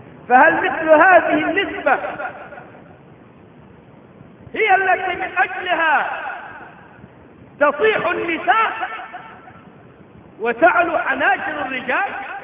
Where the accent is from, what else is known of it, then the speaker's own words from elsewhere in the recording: Egypt; ليس عندنا في مصر